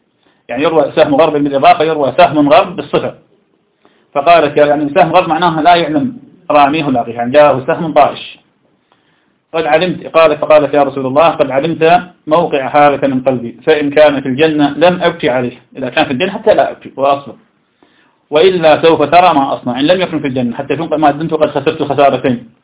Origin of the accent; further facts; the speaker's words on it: Iraq; درس عندنا في العراق